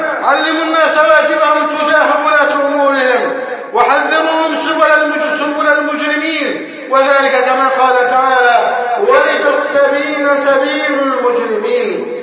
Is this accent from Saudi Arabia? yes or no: no; Egypt; أن يحفظ بلدنا مصر وأن يجعلها أمنا أمانا